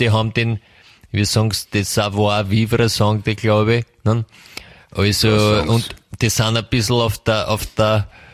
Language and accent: German; Austria; Ich meine, bei uns in Österreich, wir sind ein kleines Land